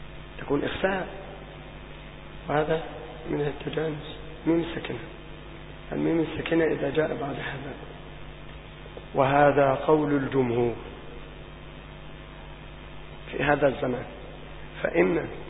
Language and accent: Arabic; Monufia Governorate, Egypt; أنا في مصر لم أخرج منها، أنا إن خرجت من المنوفية